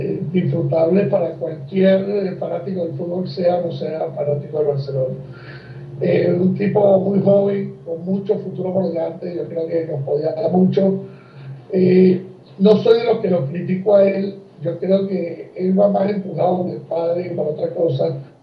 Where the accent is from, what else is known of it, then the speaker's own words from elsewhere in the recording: Uruguay; born there; soy uruguayo de nacimiento